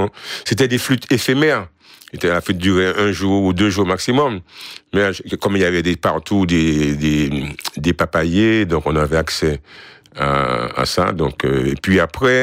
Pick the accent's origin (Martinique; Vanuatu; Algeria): Martinique; Sainte-Thérèse; Alors, je suis de Sainte-Thérèse. Mon père, la souche de ma famille est du Robert, Chapelle Villarson, Monéo. Et ma mère est de Montcapo, au Lorrain.